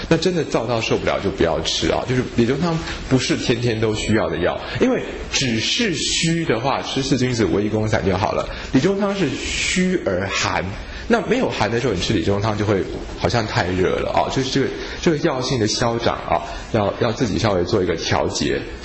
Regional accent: Taiwan; 那我们台湾人也是好像不太会走路的

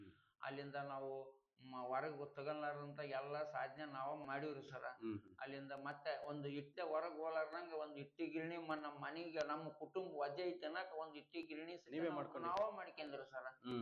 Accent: Hunasehalu, Karnataka, India; ಅದಕ್ಕೆ ಅದು ಹುಣಸೆ ಹಾಳು ಅಂತ ಒಂದು ಊರಾಗೈತೆ ನೋಡ್ರಿ ಸರ್

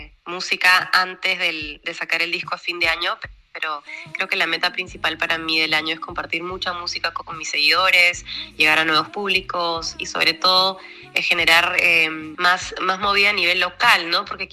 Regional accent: Peru; acá en el centro de mi país, en Huancayo, que se llama Perú Central

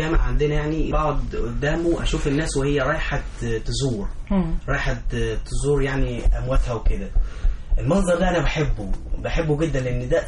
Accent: Asyut, Asyut Governorate, Egypt; انا من اسيوط

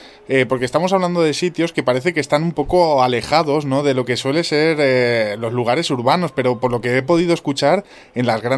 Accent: Calatayud, Aragon, Spain; yo doy fe de lo que dices de Aragón, porque yo soy de allí y, valga la redundancia, doy fe de ello. Soy de Calatayud, que es una zona también bastante mágica, dicen, sobre todo por el Monasterio de Piedra.

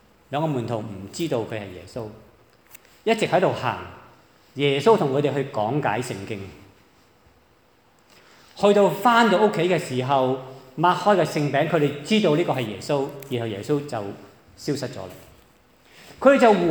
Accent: Hong Kong, China; 对于我们中国人来说，即是鬼都是一个即是鬼怪都是我们一个不是很陌生的一个的课题来的

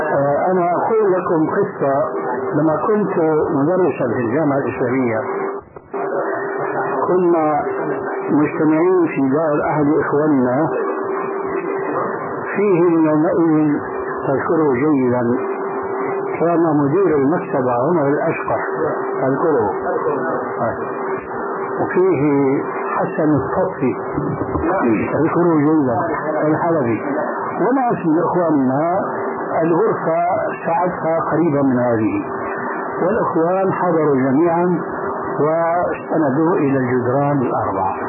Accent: Syria; وقد وجد الشيخ عندنا في سوريا ألف رسالة

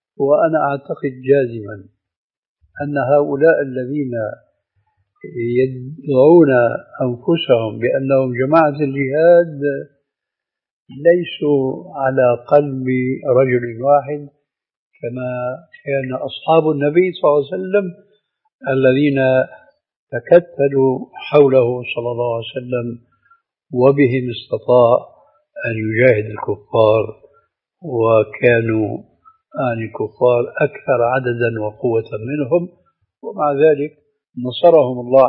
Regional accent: Syria; لكن لما كما يقولون عندنا في الشام بحط الحطيط بجد الجد

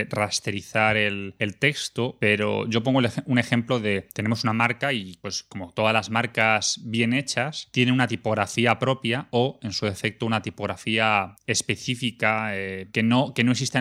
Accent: Madrid, Community of Madrid, Spain; yo que soy de Madrid

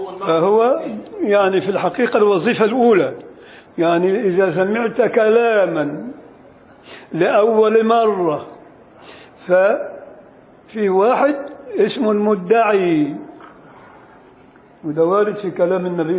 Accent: Beni Suef, Beni Suef Governorate, Egypt; ده مثل شعبي عندنا في بني سويف

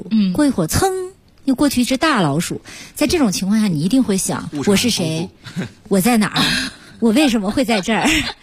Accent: Nanchang, Jiangxi, China; 我家乡这个南昌的地铁

